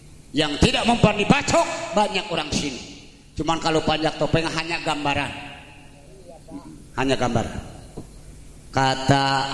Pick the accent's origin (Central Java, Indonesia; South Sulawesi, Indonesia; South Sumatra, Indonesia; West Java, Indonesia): West Java, Indonesia; Dikarenakan saya orangnya orang Sunda. Bila nanti saya dari Betawi ke Sunda, Sunda ke Betawi, saya minta maaf.